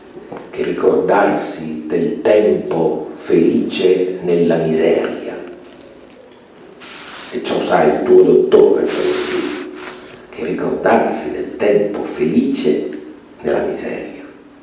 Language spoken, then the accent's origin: Italian; Piedmont, Italy; Una volta dalle mie parti di origine in Piemonte ero con un amico in macchina, erano le 7 di sera vicino ad Asti